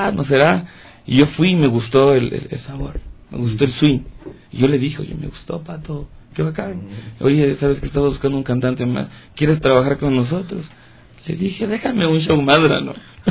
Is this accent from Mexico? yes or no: no; Tumbaco, Pichincha, Ecuador; jamás olvidándome como mis raíces. Yo soy de Tumbaco.